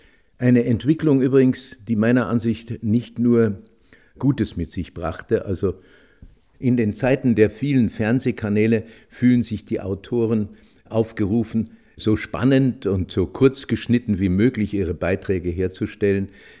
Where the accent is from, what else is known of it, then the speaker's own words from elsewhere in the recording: Bavaria, Germany; als Bayer, der aus den Bergen kam